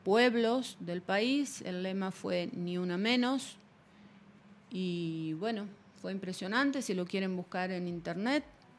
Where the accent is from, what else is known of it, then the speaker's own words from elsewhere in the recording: Argentina; Yo vengo de Argentina.